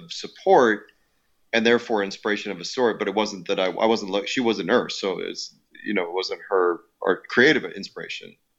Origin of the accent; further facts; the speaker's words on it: Illinois, United States; I grew up outside Chicago. I was born in Chicago.